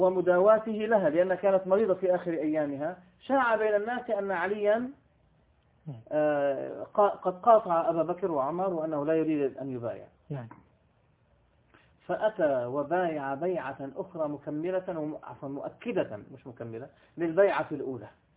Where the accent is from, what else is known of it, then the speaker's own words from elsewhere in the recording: Beirut, Beirut Governorate, Lebanon; born there; كنت وقتها في منطقة الغبيري، ومنطقة الغبيري في بيروت، يعني أنا ولدت في بيروت في لبنان. منطقة الغبيري هي الوسط، يعني جورة التشيع، يعني وسط المنطقة الشيعية في لبنان. وكنت أعمل هناك في بداية شبابي